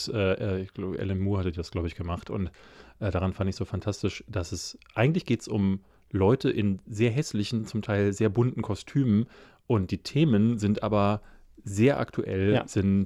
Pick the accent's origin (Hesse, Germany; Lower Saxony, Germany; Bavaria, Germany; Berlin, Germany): Berlin, Germany; Aber ich bin ja in Marzahn groß geworden, deswegen wäre es wahrscheinlich ein Heimspiel gewesen.